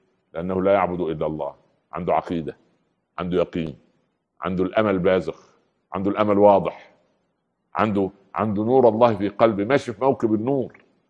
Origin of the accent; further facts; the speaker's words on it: Upper Egypt, Egypt; يعني مثل عمي عندنا في الصعيد يقولوا ايه